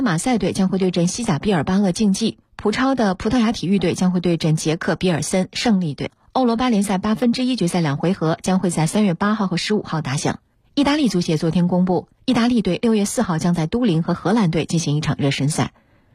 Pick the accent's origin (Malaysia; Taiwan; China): China; Dalian, Liaoning; 也是我们大连海边城市从小就喜欢吃